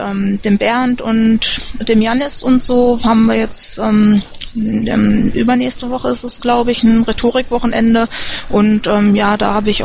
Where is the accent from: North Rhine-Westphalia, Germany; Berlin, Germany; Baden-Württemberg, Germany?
North Rhine-Westphalia, Germany; Düsseldorf; Ich bin auch aus Düsseldorf